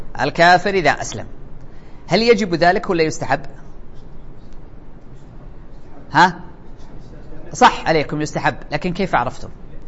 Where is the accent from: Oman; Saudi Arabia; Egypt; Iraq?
Saudi Arabia; لأنه عندنا في السعودية الواحد إذا مات ما يحيى مرة ثانية